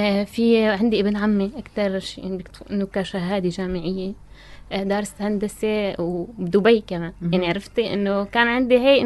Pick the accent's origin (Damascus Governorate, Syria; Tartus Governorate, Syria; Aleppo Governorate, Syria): Tartus Governorate, Syria; Tartus; لا أنا ساكنة بطرطوس من صغري.